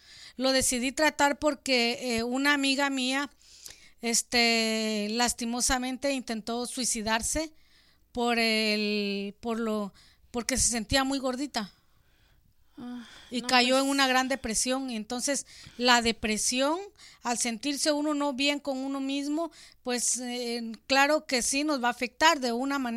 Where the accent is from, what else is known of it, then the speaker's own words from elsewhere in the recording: Guatemala; como dicen en mi país, Guatemala, de bajón